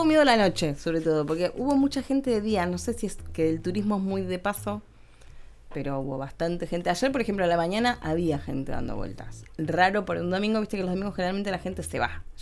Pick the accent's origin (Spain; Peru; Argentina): Argentina; Como presidente, como argentino y fundamentalmente como un hombre de fe